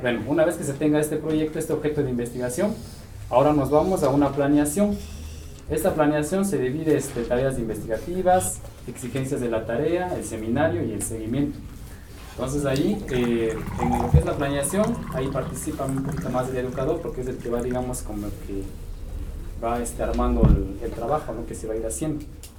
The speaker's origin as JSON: {"language": "Spanish", "town": "San Andrés Solaga", "region": "Oaxaca", "country": "Mexico", "said": "Soy zapoteco de la Sierra Norte. Somos de ahí de San Andrés Solaga"}